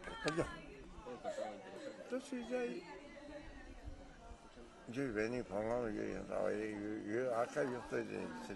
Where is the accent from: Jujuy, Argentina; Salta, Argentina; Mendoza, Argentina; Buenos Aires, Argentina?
Jujuy, Argentina; soy buen jujeño, tengo hijos, nietos, bisnietos, buenos jujeños. Por eso me siento orgulloso que soy jujeño y no salgo para ningún lado. Me vivo acá, me vivo en esta zona hermosa.